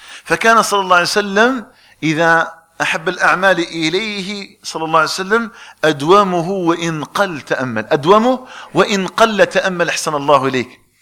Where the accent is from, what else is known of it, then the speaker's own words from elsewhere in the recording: Algeria; نسأل الله تبارك وتعالى أن يجعل بلدنا الجزائر آمنا مطمئنا وسائر بلاد المسلمين.